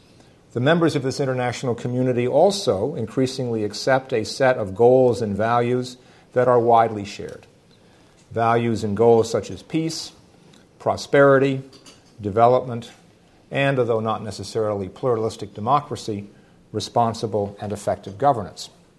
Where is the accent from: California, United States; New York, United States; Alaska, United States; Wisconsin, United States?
New York, United States; I'm back in my hometown, New York, and not only that, I grew up literally 2.5 blocks from here, so this is my neighborhood.